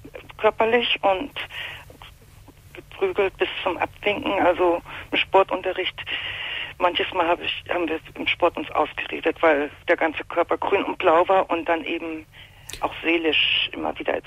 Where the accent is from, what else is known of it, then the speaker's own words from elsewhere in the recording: Hamburg, Germany; bei den Pflegeeltern war ich auf dem Lande und ich komme ursprünglich aus Hamburg